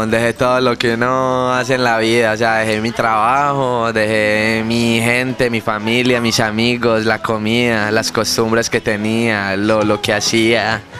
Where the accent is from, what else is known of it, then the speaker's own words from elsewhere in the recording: Colombia; now in Argentina; diferentes zonas, diferentes regiones, diferentes ciudades de mi país, y aprendí a valorar más lo de mi tierra. Este es el primer país que conozco fuera del mío